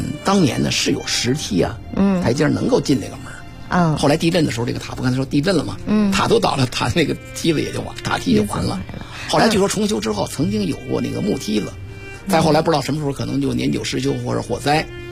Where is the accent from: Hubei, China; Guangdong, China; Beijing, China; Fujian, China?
Beijing, China; Tongzhou; 我们通州塔的塔高呢是56米